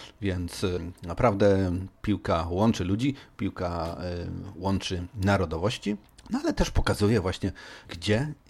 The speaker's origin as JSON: {"language": "Polish", "town": "Poznań", "region": "Greater Poland Voivodeship", "country": "Poland", "tie": "born there", "said": "w mieście, gdzie się urodziłem, czyli w Poznaniu"}